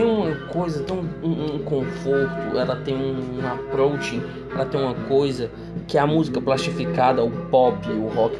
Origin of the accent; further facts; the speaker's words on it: Northeast Region, Brazil; Sou do Nordeste do Brasil, o Chile é da outra ponta